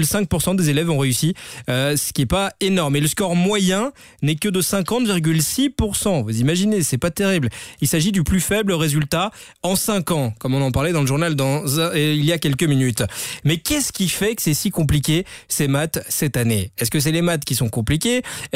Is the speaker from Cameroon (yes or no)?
no; Belgium; On verra ce qui est bizarre chez nous en Belgique, tout ça.